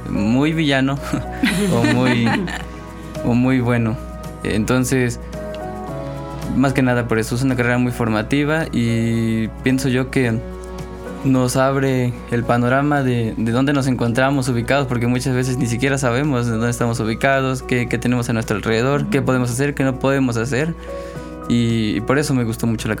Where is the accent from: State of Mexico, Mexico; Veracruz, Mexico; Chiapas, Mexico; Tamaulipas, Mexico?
Veracruz, Mexico; Cardel; now in Xalapa, Mexico; yo aquí en Xalapa soy foráneo, vengo de la ciudad de Cardel. Aquí vivo con otros dos compañeros con discapacidad visual.